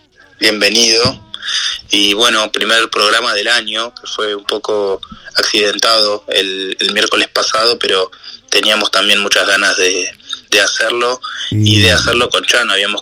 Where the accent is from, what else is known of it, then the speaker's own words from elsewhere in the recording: Santiago, Santiago Metropolitan Region, Chile; born there; Yo nací en Santiago, en el año 90.